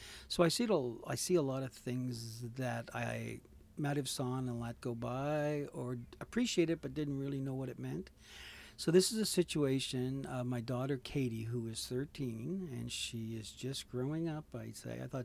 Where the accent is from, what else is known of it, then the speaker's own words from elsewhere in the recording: Stratford, Prince Edward Island, Canada; I'm from Stratford, PEI. I live in Stratford. I have a family of five and two at home.